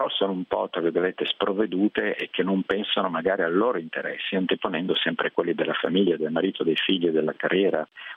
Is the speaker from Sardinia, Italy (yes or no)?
no; Milan, Lombardy, Italy; moved away; Io non abito, sono italiano ovviamente, ma non abito in Italia dal 92, quindi insomma è da molti anni che non vivo nel mio paese, io sono di Milano, e italiano ovviamente